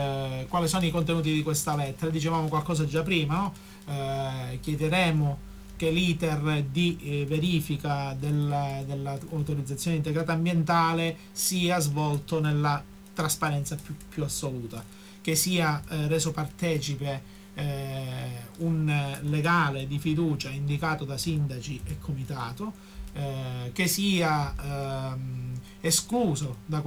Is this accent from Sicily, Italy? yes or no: no; Calabria, Italy; noi da calabresi doc siamo malpensanti per natura